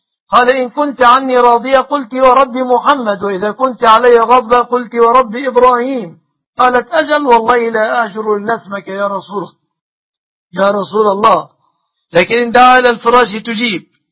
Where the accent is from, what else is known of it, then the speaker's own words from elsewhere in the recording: Egypt; بلادنا مصر